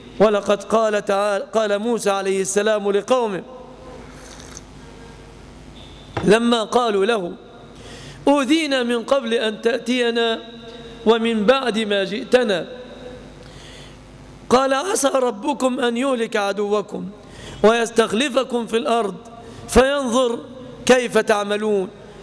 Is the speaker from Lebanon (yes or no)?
no; Egypt; نعيش في بلادنا مصر زمانا طويلا آمنين مطمئنين،